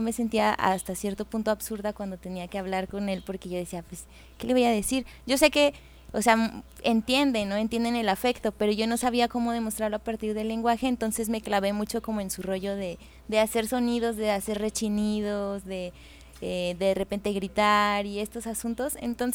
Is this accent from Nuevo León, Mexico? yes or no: yes; Monterrey, Nuevo León, Mexico; Que yo soy originaria de Monterrey